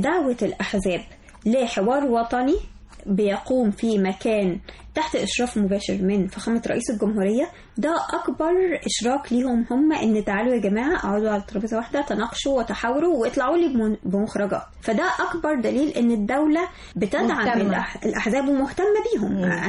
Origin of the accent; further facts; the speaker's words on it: Egypt; وبتواجهنا احنا كمصريين بصفة خاصة